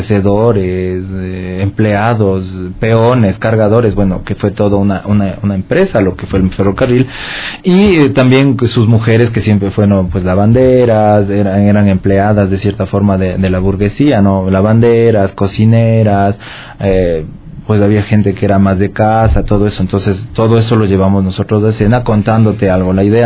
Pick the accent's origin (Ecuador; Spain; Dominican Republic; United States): Ecuador; Quito, Pichincha; porque eso es lo que somos los quiteños, ¿no? Nos gusta ser alegres, fiesteros, farreros